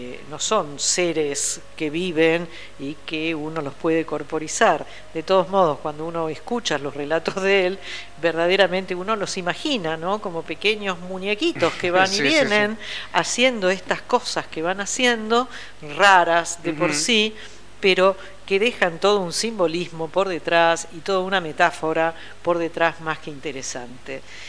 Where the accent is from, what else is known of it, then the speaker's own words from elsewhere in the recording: Banfield, Buenos Aires Province, Argentina; also born or lived in Brussels; Crecí en Banfield, mira vos, de Bruselas a Buenos Aires, a Banfield, una población de las afueras de la ciudad de Buenos Aires, en una casa con un jardín, con gatos, perros, tortugas y papagayos, un paraíso.